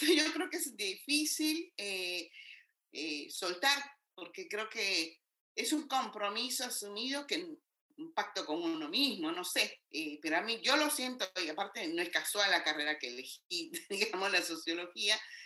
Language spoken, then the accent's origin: Spanish; Guatemala; also born or lived in New York, United States; now in Argentina; salí muy joven de Guatemala y creo que eso me nutrió muchísimo